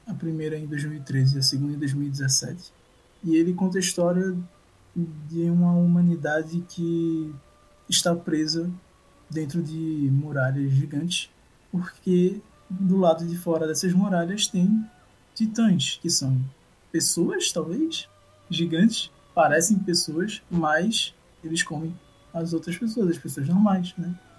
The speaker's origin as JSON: {"language": "Portuguese", "town": "Recife", "region": "Pernambuco", "country": "Brazil", "said": "sou de Recife."}